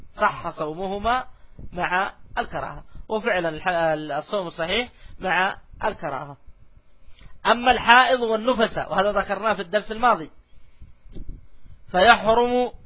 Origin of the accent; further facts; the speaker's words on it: Saudi Arabia; خاصة عندنا في المملكة العربية السعودية